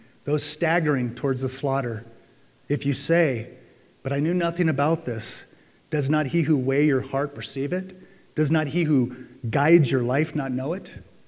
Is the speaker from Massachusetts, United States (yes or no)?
no; San Diego, California, United States; I'm going to tell you my favorite because I grew up in San Diego.